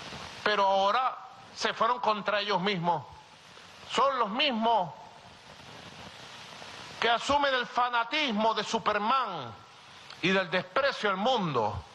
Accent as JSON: {"language": "Spanish", "country": "Venezuela", "said": "somos los venezolanos y venezolanas que hemos sido víctimas de su locura"}